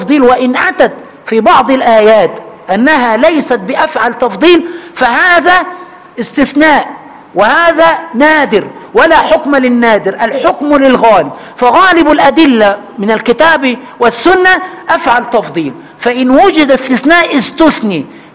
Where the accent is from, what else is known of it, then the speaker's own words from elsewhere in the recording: Egypt; عندنا في مصر